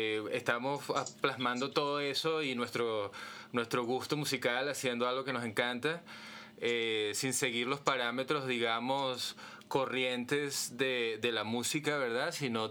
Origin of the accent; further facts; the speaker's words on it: Caracas, Capital District, Venezuela; moved away; soy justamente de Caracas, salí hace muchísimos años, 20 años exactamente